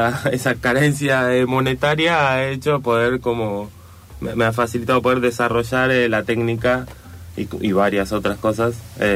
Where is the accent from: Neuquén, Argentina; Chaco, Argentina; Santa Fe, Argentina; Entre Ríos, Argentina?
Neuquén, Argentina; yo soy de Neuquén, entonces en Neuquén tenemos mendigos, pero son dos o tres, son los locos del pueblo